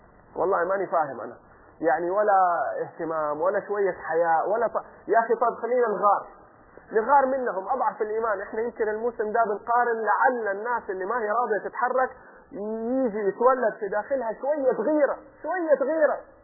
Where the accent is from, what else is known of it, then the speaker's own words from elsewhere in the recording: Jeddah, Makkah Province, Saudi Arabia; عندنا في جدة من 2-3 سنين صارت مشاكل فتوقف عمال النظافة عن العمل لمدة 2-3 يوم